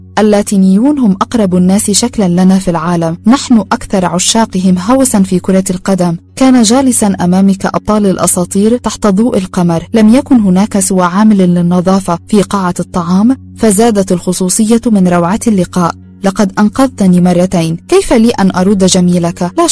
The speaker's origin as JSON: {"language": "Arabic", "region": "Nile Delta", "country": "Egypt", "tie": "born or raised there", "said": "ونحن ذاهبان لبلدتنا في دلتا مصر"}